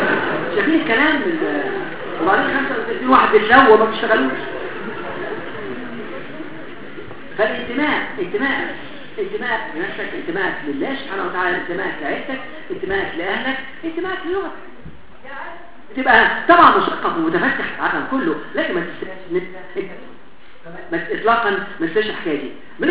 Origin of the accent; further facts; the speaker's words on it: Alexandria, Alexandria Governorate, Egypt; عارف عندنا في اسكندريه